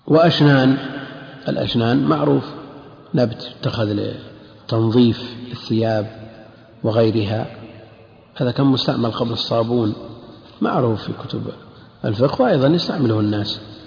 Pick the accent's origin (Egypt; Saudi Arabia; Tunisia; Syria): Saudi Arabia; Najd; عندنا في نجد سمى شبع أيضا.